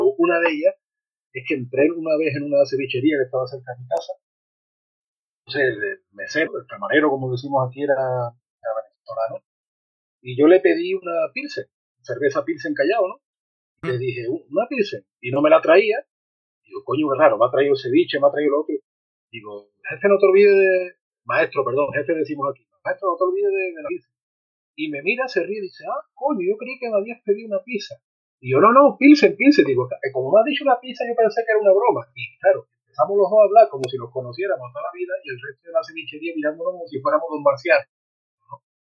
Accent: Andalusia, Spain; Yo que soy del sur, que soy andaluz

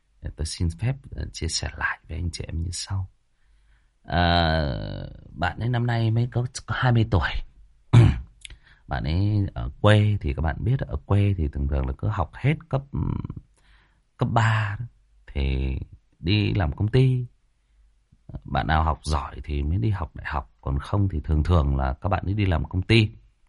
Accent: Hưng Yên, Vietnam; chỗ bạn ấy thì ở Hưng Yên, ở quê tôi đó các bạn.

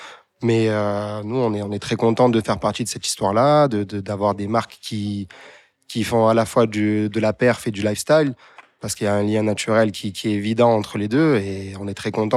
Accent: Marseille, Provence-Alpes-Côte d'Azur, France; en tant que Marseillais, je pense que voilà, en l'ayant pratiqué aussi plus jeune, forcément, on a ce lien naturel au vélodrome et à l'OM, bien sûr.

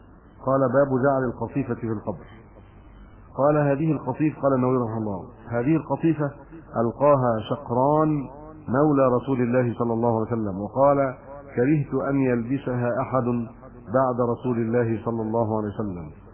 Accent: Egypt; معظم ما عندنا في مصر شق

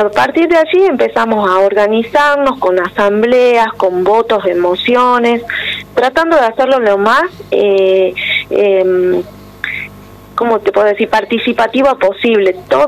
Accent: Jujuy, Argentina; quiero recalcar que somos todos jujeños autoconvocados, primero y principal

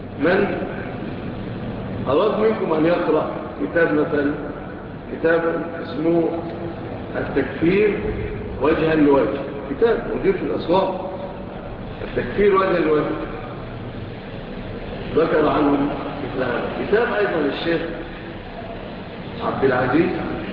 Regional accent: Egypt; لا سيما بلادنا مصر

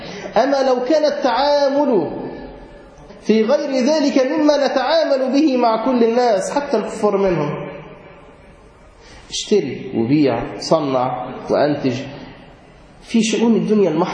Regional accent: Egypt; إحنا نعرف عندنا في مصر السياحة الدينية بتروح مكان واحد

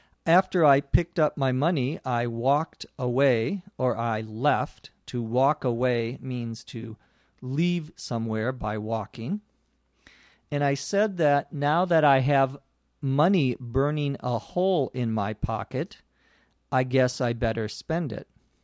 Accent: Los Angeles, California, United States; from Los Angeles, California, on ESL Podcast.

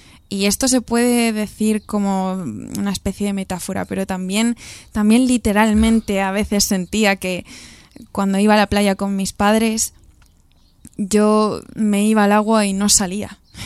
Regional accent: Galicia, Spain; todo empezó cuando yo tenía 9, 10 años en Galicia, que es de donde soy yo

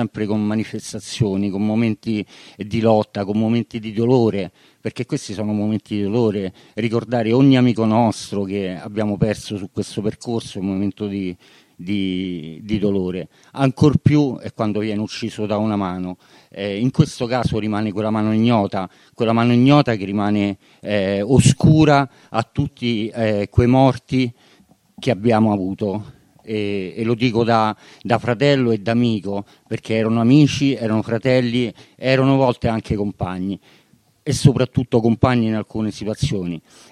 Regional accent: Rome, Lazio, Italy; io vengo da, sono nato a Pietralata, sono cresciuto con un DNA di occupante, sono 40 anni che occupo e tutt'oggi sono un occupante di casa

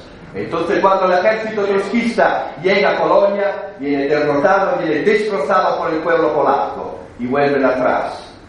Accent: Rome, Lazio, Italy; Esto no lo digo porque soy de Roma

